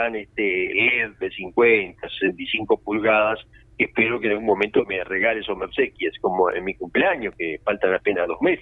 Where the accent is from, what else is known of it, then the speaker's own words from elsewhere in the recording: Uruguay; puesto que yo también soy un uruguayo y me interesa lo que hacemos.